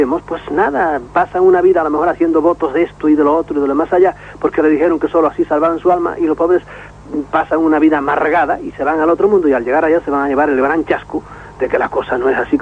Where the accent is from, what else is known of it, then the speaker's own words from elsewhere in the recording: Galicia, Spain; parece que tengo algún acentito, pero nada, soy gallego químicamente puro.